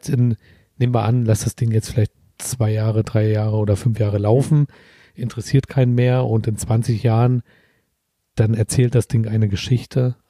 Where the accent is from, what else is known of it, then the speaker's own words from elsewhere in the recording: Berlin, Germany; Wir sind Berliner.